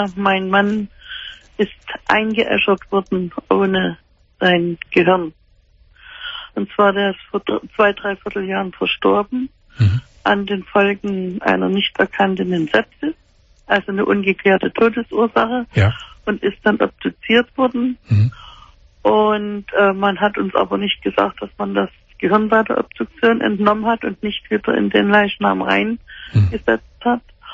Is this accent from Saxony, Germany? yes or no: yes; Dresden, Saxony, Germany; weil wir stammen normalerweise aus Dresden.